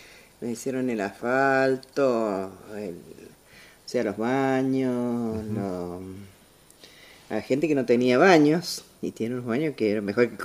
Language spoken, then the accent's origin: Spanish; Capilla del Monte, Córdoba, Argentina; now in Mendoza, Argentina; Yo hace 23 años. Uh-huh. Vine, yo soy cordobesa.